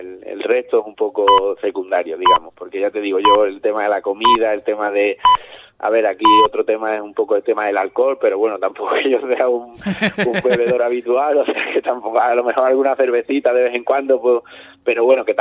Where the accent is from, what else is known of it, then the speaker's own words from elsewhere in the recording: Ubrique, Andalusia, Spain; porque sí que es verdad que yo soy muy de Ubrique, me gusta mucho Ubrique